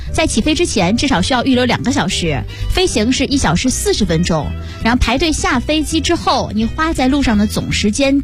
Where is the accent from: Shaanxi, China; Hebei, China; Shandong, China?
Shandong, China; 阿拉山东的，阿拉山东的。我是山东人